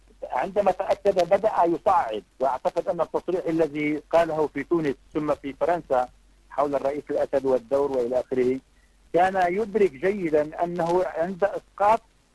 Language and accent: Arabic; Syria; أغلب الأذى الذي أتى أو لحق بنا كسوريين